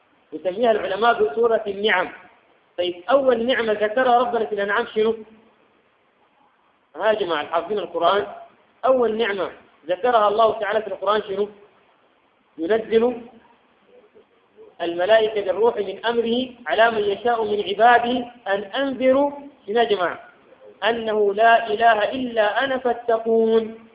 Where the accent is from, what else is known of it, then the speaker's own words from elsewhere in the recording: Sudan; حتى الآن في بلادنا السودان ما يروح في كل مكان وإنما مناطق معينة